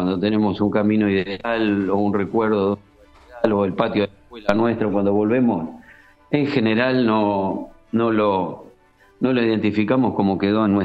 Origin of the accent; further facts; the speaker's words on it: Lanús, Buenos Aires Province, Argentina; also born or lived in Avellaneda; Me crié en Lanús, digamos, viví prácticamente siempre en Lanús, aunque nací en Avellaneda.